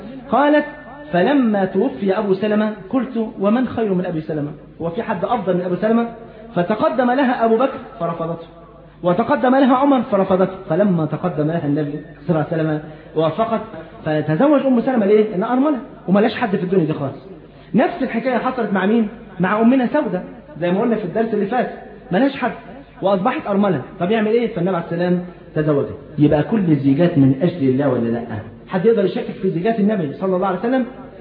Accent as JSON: {"language": "Arabic", "country": "Egypt", "said": "يعني على سبيل المثال احنا عندنا في مصر هنا كان مثلا من 40-50 سنه"}